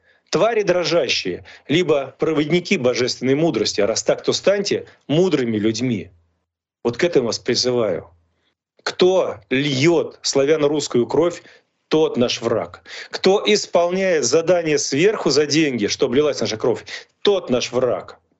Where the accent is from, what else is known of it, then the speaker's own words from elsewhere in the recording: Russia; born there; если я сам родился в России